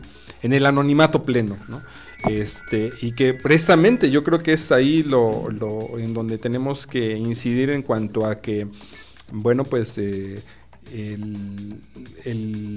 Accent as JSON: {"language": "Spanish", "country": "Mexico", "said": "creo yo que es el concientizarnos que finalmente todos somos mexicanos"}